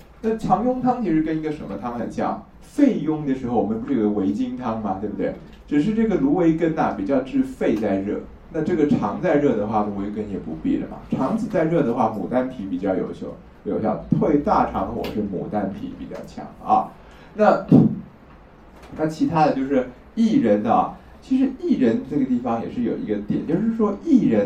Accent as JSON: {"language": "Chinese", "country": "Taiwan", "said": "可是我们台湾这边就很奇怪，就是很喜欢把小孩的肚子打开来拉掉那个阑尾"}